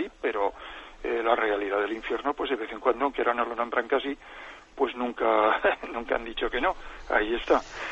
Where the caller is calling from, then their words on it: Zaragoza, Aragon, Spain; de Zaragoza.